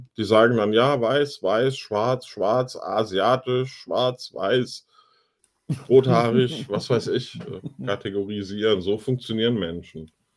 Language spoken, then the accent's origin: German; Germany; Ich bin Deutscher.